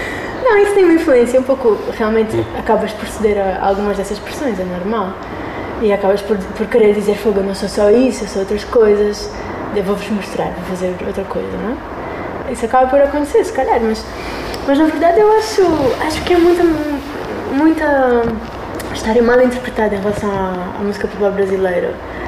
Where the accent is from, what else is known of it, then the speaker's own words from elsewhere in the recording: Angola; E como se isso me tirasse um pouco a autoridade como angolana e tal